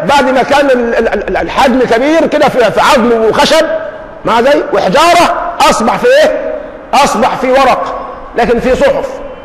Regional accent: Egypt; ما احنا اليوم عندنا في مصر عندنا كلمات من العامية تورثناها

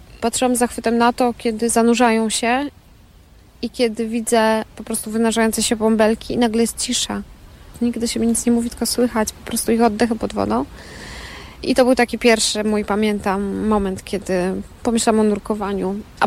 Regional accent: Zakopane, Lesser Poland, Poland; born there; No urodziłam się w Zakopanem.

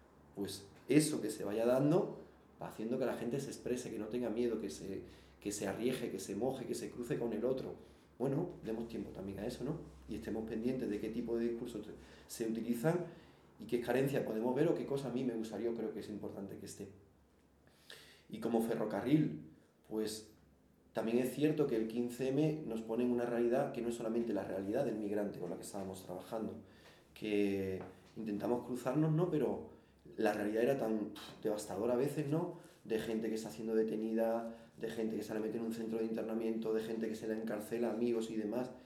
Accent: Jerez de la Frontera, Andalusia, Spain; also born or lived in France; now in Madrid, Spain; Bueno, yo no soy de aquí, yo soy de Jerez, me fui a Francia, ahora soy en Madrid.

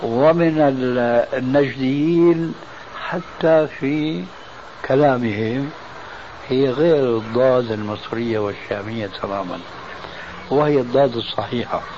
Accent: Syria; الفاتحة التي تقرأ في كل ركعة من الصلوات الخمس عندنا في سوريا وغيرها

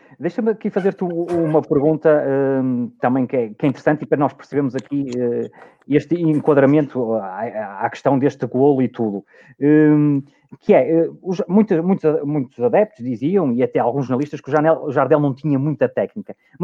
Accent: Porto, Portugal; eu estou a falar do Porto, eu sou de Sporting, mas vivo na cidade do Porto e nasci na cidade do Porto

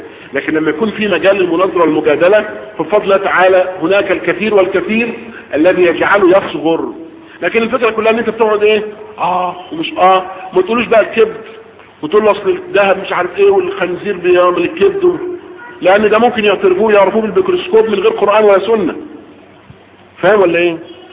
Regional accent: Egypt; على وزن نحن وعلى وضعنا احنا كمصريين

